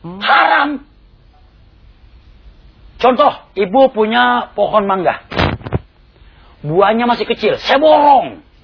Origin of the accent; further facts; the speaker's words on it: Bekasi, West Java, Indonesia; now in Tangerang, Indonesia; Dari Bekasi pindah ke Tangerang.